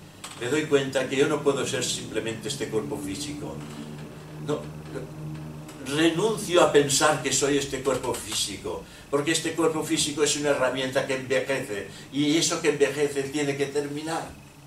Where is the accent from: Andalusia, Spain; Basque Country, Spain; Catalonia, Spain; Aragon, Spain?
Catalonia, Spain; Barcelona; born there; soy de España. Y si me aprietas un poco más, soy de Cataluña, porque he tenido la suerte, la desgracia de nacer en una región que se llama Cataluña, dentro de Barcelona, Barcelona dentro de Cataluña.